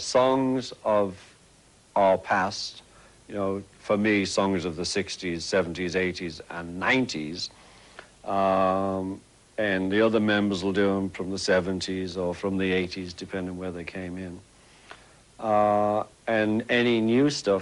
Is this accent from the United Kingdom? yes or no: yes; England, United Kingdom; It was just Miami to me, you know, being English, but it's actually Florida now.